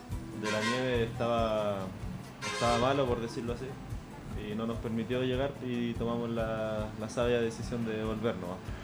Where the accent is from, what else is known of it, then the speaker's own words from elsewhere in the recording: Puente Alto, Santiago Metropolitan Region, Chile; soy de acá, de Puente, ya vivo hace muchos años en Puente Alto.